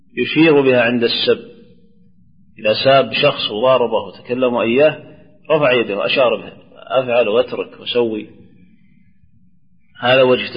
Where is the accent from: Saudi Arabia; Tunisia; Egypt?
Saudi Arabia; Najd; لكن لو أذن شمال ولا جنوب عندنا في نجد يصلح